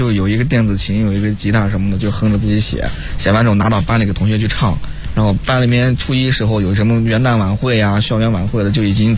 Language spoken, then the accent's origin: Chinese; Yinchuan, Ningxia, China; now in Beijing, China; 我老家是宁夏银川嘛